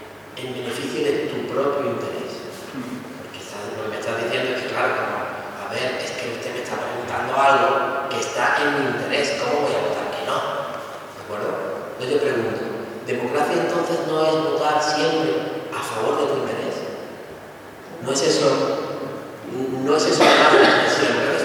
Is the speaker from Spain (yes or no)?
yes; Málaga, Andalusia, Spain; Vale, yo soy de Málaga.